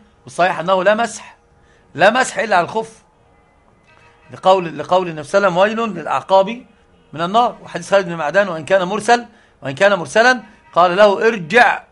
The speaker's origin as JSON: {"language": "Arabic", "country": "Egypt", "said": "قراءه حفص طبعا عندنا في مصر"}